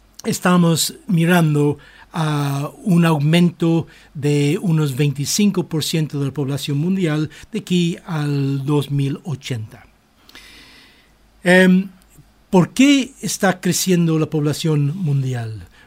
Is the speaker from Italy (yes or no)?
no; Ireland; Spanish is a second language; En muchos países, en mi país, en Irlanda, yo conocí varias familias de 13 niños